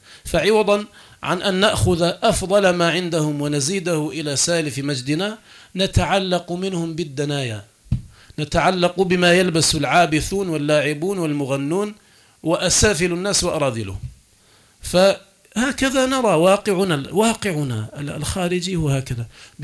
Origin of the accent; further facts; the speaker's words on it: Algeria; حياتنا اليوم في بلادنا الجزائر المحروسة بالله